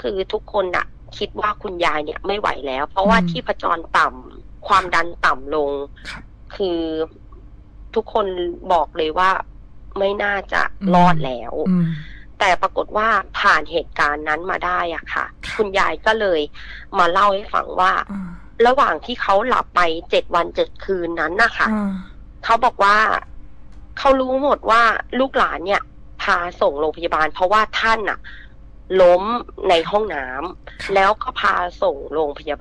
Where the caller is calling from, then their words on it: Bangkok, Thailand; อยู่บางโพค่ะ